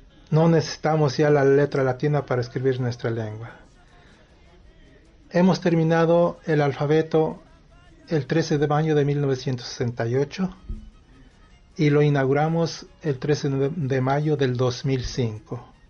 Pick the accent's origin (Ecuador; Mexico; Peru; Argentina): Mexico; first language Nahuatl; Spanish is a second language; como la lengua náhuatl es mi lengua materna